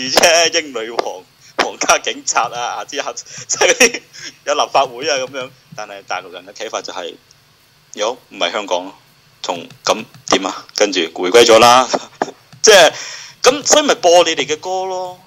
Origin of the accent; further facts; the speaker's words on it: Guangzhou, Guangdong, China; 如果系我哋广州人。我哋喺平時傾偈，我哋唔識打繁體字噶嘛